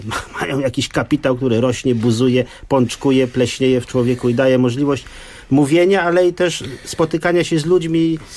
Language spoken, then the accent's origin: Polish; West Prussia, Poland; Bo ja pochodzę z świata zapomnianych cmentarzy luterańskich, żydowskich, kalwińskich, z Prus zachodnich